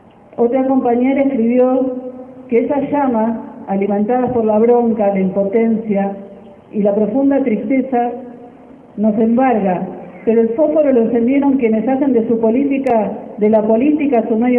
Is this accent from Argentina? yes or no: yes; Chubut, Argentina; queremos decirles que venimos desde Puelmapu, lo que hoy se llama Chubut, que es un territorio atravesado por la violencia de gobiernos, empresarios, terratenientes